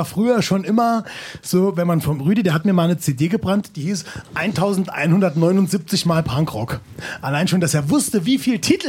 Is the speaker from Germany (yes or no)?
yes; Homburg, Saarland, Germany; Homburg-Saar ist eine Kleinstadt, wo ich herkomme und das ist eine Mittelstadt, eine Kreisstadt